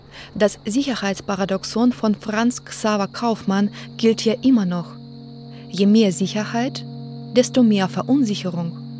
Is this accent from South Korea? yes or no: no; Belarus; In Deutschland und Weißrussland streite ich oft darüber, ob man auch in Weißrussland frei sein kann. Denn meine Heimat ist viel mehr als ein düsteres Abbild der bis vor kurzem letzten Diktatur Europas.